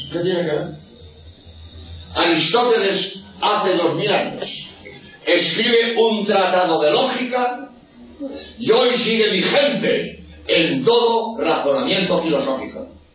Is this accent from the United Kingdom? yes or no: no; Barcelona, Catalonia, Spain; también yo soy de Barcelona.